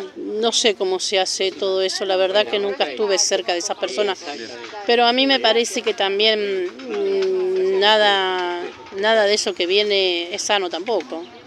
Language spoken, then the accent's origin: Spanish; Mendoza, Argentina; lo aprendí de muy chica, porque me crié entre chacras, porque soy mendocina. Me crié entre chacras